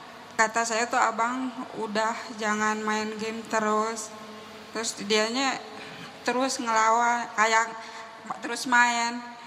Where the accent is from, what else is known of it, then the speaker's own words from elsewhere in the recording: Kuningan, West Java, Indonesia; kan saya orang Kuningan ya yang dekat